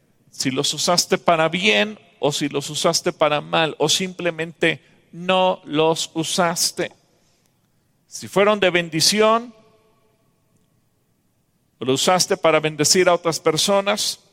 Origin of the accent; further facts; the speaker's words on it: Mexico; Los mexicanos tenemos talento, los mexicanos somos ingeniosos, los mexicanos encontramos soluciones.